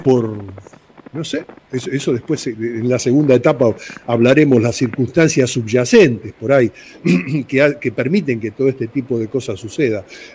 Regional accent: Argentina; vengo como ciudadano, como argentino, como persona común

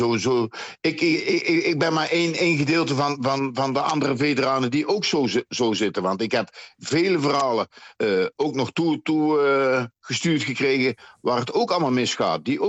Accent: North Brabant, Netherlands; ik kom zelf uit Brabant, daar zit ik nu ook. Uh-huh. Ik kom zelf uit Brabant en Brabant staat voor zijn gastvrijheid.

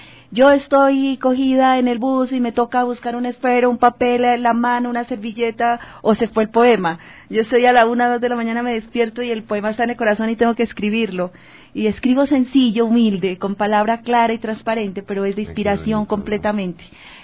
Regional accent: Tulcán, Carchi, Ecuador; Pues soy de frontera, soy de Tulcán, mi madre es colombiana de Ipiales, soy ciudadana del mundo.

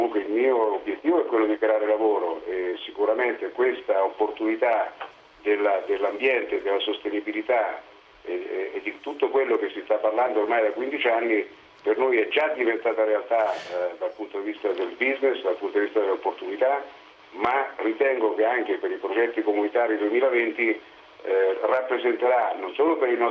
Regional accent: Marche, Italy; io parlo da marchigiano, da figlio di contadini, no? Perché io vengo da questo ambiente

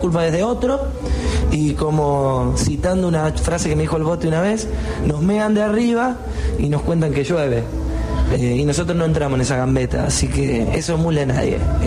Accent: Correa, Santa Fe, Argentina; yo soy un pueblo y los chicos son de Casilda, yo soy de Correa.

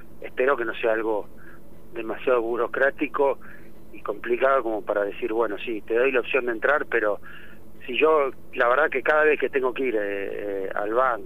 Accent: Rauch, Buenos Aires Province, Argentina; somos de Rauch. No tendremos la residencia, pero somos de Rauch, queremos al pueblo

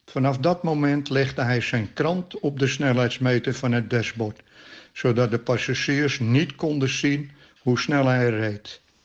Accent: Bergen, North Holland, Netherlands; 71 jaar geleden geboren en opgegroeid in Bergen, Noord-Holland.

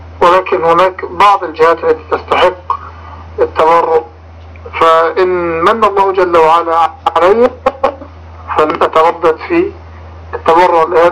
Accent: Egypt; $5 مليون مبلغ ضخم جدا بالنسبة لنا كمصريين، لأن الدولار عندنا الآن تقريبا وصل إلى 20 جنيه

